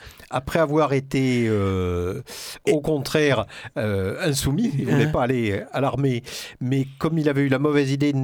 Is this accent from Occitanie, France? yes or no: yes; Cahors, Occitanie, France; en plus je venais de Cahors, de la préfecture, quoi